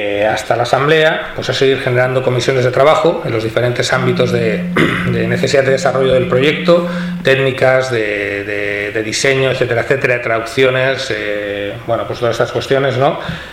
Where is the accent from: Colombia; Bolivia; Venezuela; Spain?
Spain; El Prat de Llobregat, Catalonia; en mi pueblo, en el Prat de Llobregat